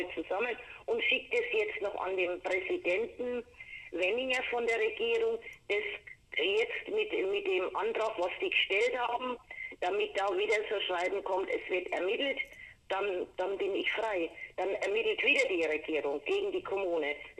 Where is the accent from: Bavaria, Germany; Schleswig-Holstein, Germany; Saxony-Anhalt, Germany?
Bavaria, Germany; Coburg; Und das ist meine Heimatstadt Coburg